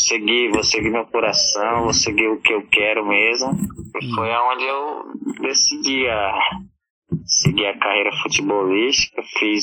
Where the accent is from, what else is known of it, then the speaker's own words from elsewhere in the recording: Rio Branco, Acre, Brazil; Sou de Rio Branco